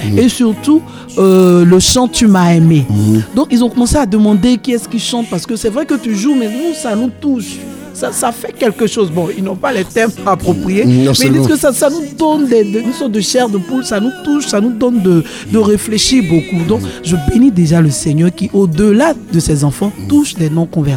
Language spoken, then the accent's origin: French; Côte d’Ivoire; Donc moi je suis ivoirienne, je suis en Côte d'Ivoire.